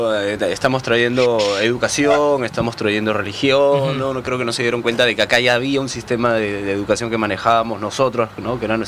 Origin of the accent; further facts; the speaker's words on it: Peru; Yo en mi posición de peruano, a mí a veces no me creen que soy peruano